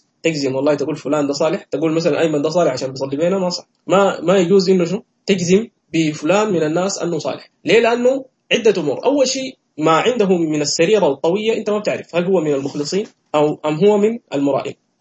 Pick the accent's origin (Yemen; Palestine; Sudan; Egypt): Sudan; عندنا في السودان وفي مصر